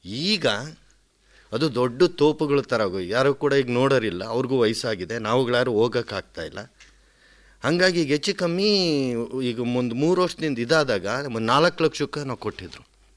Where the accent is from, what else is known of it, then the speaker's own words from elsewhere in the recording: Madhugiri, Karnataka, India; ನಾನು ಮೂಲತಃ ರಾಯಲ್ಸೀಮಾ ಕಡೆನೂ ಮಧುಗಿರಿ, ಇದು ಬರೀ ಜಾಲಿ ಮರ ಬಿಟ್ಟರೆ ನಿಮಗೇನು ಕಾಣಲ್ಲ.